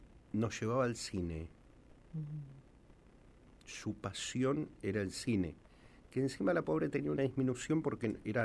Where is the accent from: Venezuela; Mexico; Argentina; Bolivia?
Argentina; Huelén, La Pampa; also born or lived in Quemú; Yo, bueno, nací en Quemú, como un primer hijo, me fui con mis abuelos, yo prácticamente me crié en Huelén.